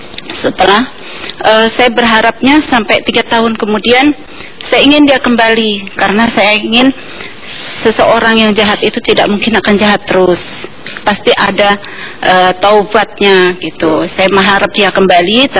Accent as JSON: {"language": "Indonesian", "region": "Java", "country": "Indonesia", "said": "saya orang Jawa"}